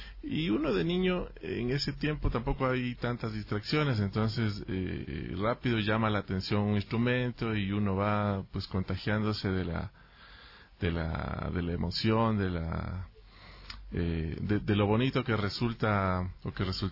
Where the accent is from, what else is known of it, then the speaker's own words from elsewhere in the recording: Ibarra, Imbabura, Ecuador; Yo vengo de Ibarra